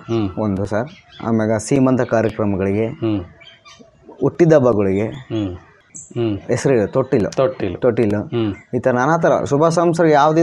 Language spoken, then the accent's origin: Kannada; Kaddirampura, Karnataka, India; ಕಡ್ಡಿರಾಮಪುರ, ನಮ್ಮೂರು, ವಿಜಯನಗರ ಜಿಲ್ಲೆ